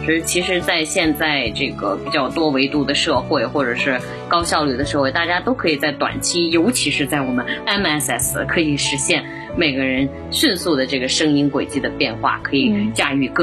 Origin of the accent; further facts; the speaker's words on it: Datong, Shanxi, China; born there; 因为我是出生在山西的这么大同的某一个小农村里面